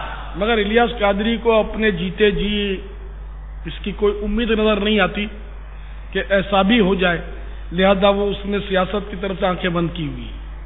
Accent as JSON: {"language": "Urdu", "town": "Karachi", "region": "Sindh", "country": "Pakistan", "tie": "born there", "said": "ہاں نیشنلٹی پاکستان کی ہے، پاکستان میرا وطن ہے، کراچی میں میں پیدا ہوا ہوں،"}